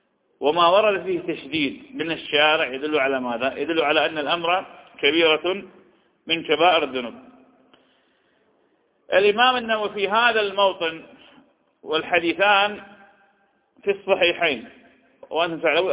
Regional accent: Iraq; وهذه تحصل عندنا في العراق

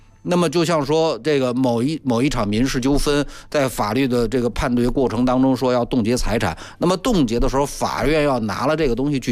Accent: China; 作为中国人，我们首先要知道一个最基本的一个事实

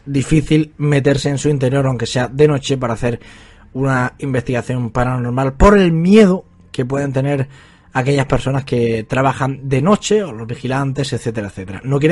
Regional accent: Almería, Andalusia, Spain; estáis más que invitados a descubrir más misterios sobre mi tierra, sobre Almería

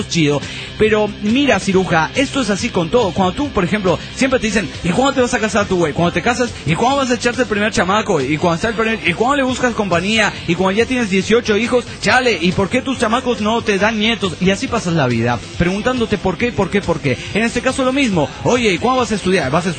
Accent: Cerro Azul, Veracruz, Mexico; cuando era niño, corría el año 1986, yo vivía en un pueblo, en mi pueblo natal, llamado Cerro Azul, en Veracruz.

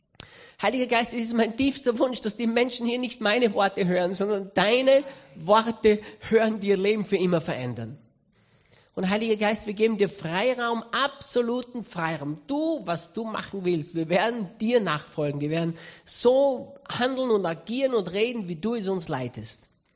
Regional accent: Austria; Ich bin aufgewachsen in der Pfingstgemeinde in Österreich hier. Mein Papa war Pastor in der Pfingstgemeinde und ich bin von Kind auf in der Freien Christengemeinde in Österreich aufgewachsen.

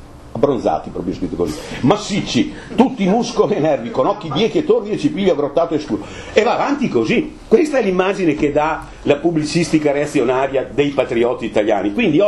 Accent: Veneto, Italy; io sono veneto, io non ho niente da invidiare ai venetisti, mi sento veneto, no? Vi faccio grazia del dialetto, ma io lo parlo correntemente, è vero, noi altri parliamo in dialetto fra noi altri

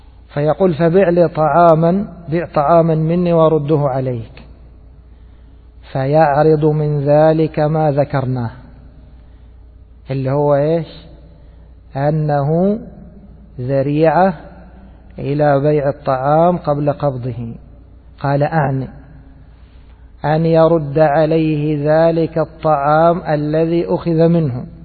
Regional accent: Egypt; كما هو المتعارف عليه في بلادنا مصر

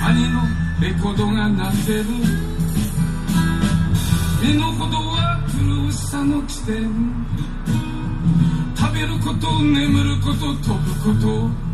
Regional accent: Taiwan; 跟他介绍说我是台湾来的这样。

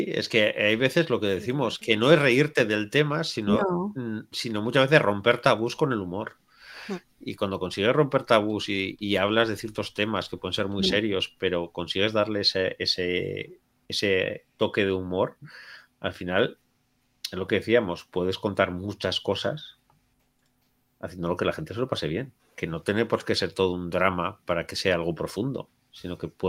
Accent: Basque Country, Spain; yo nunca he escrito humor, Ya os he dicho, soy vasco.

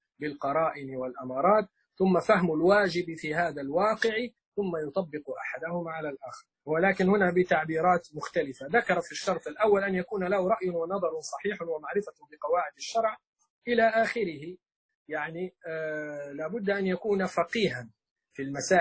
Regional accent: Libya; احنا عندنا في ليبيا مثلا الدار تطلق على الغرفة والبيت يطلق على المنزل، فالدار عندنا جزء من البيت

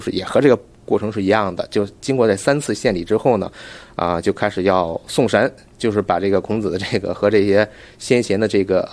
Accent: Beijing, China; 我就住在附近。然后因为我父亲的工作关系嘛，所以我小时候就是在孔庙里跑着玩长大的。

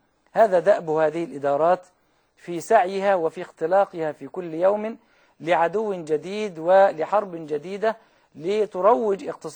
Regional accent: Egypt; والمثل عندنا في مصر يقول

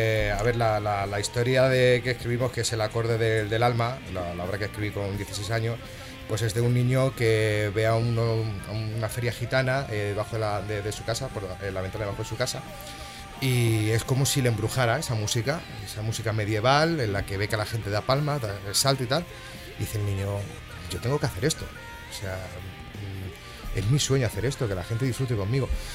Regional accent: Toledo, Castilla-La Mancha, Spain; Somos de Toledo, somos de la zona de la Sagra.

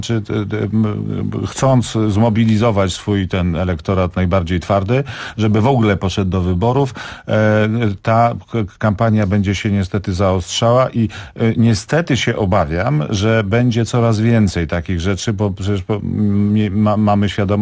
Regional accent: Warsaw, Masovian Voivodeship, Poland; Ja jestem warszawiakiem, jakby czuję to miasto

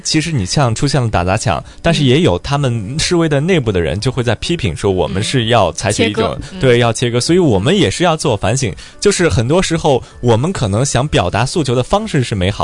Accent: Hong Kong; 我们香港人

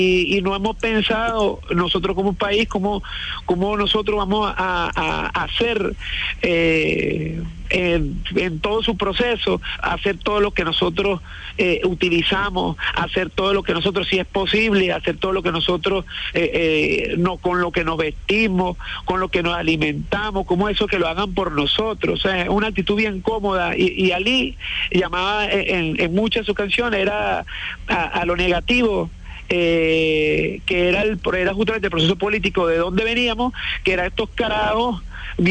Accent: Venezuela; es porque hablaba mucho de una actitud nosotros como venezolanos de despilfarradores, de altos consumistas

